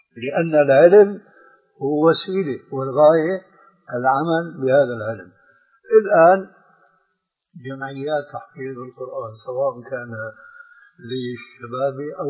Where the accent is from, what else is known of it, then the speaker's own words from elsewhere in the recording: Damascus, Damascus Governorate, Syria; الآن أنت تعرف نوعا من هذه الفتيات التي يسمين عندنا في دمشق